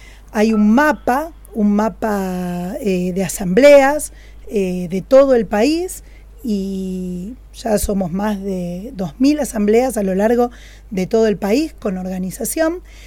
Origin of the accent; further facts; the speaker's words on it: Buenos Aires, Argentina; yo soy o era de Buenos Aires